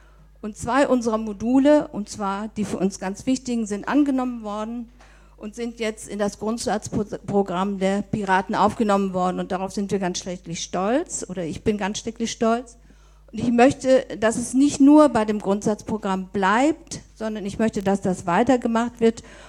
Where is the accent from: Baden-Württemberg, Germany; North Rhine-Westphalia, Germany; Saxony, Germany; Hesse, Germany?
North Rhine-Westphalia, Germany; Soest; Ich komme aus Soest.